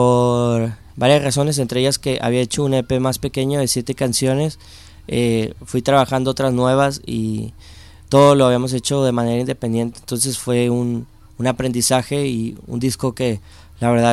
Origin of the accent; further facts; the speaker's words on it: Monterrey, Nuevo León, Mexico; Vengo desde Monterrey, México, y pues conociendo un poquito la ciudad